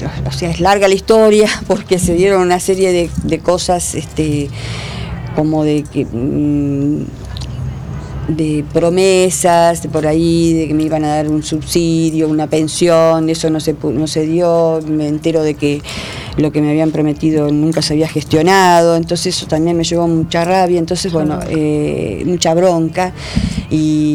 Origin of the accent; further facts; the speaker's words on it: Uruguay; moved away as an adult; now in Argentina; nosotros somos mi marido era uruguayo, yo soy uruguaya. Yo me casé a los 19 años, nos casamos en Uruguay y nos vinimos para acá, para la Argentina.